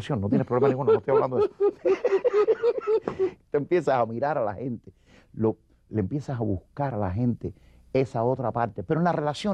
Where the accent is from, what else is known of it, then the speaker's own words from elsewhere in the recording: Cuba; Yo volví para Cuba, mi pueblo sabía dónde yo había estado y sabía que lo había representado.